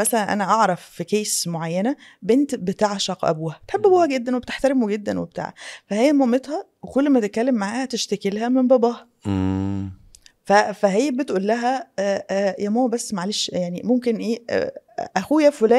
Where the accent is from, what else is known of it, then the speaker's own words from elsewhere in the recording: Cairo, Cairo Governorate, Egypt; انا من القاهرة.